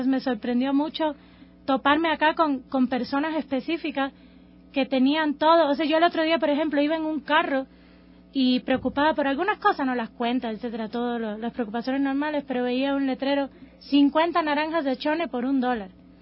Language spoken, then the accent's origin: Spanish; Cuba; moved away; Cuando yo vine de Cuba, me sorprendió mucho es la manía de quejarse que vi aquí